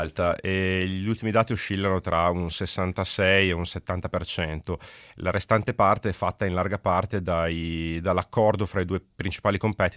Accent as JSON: {"language": "Italian", "town": "Reggio Emilia", "region": "Emilia-Romagna", "country": "Italy", "accent": "Emilian", "said": "come si sarà capito dal mio accento, io sono emiliano, sono di Reggio Emilia"}